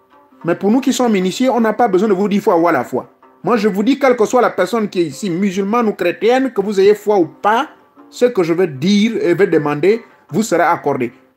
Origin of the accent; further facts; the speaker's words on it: Gabon; Ce sont des escargots indondo, comme on dit chez nous au Gabon, non?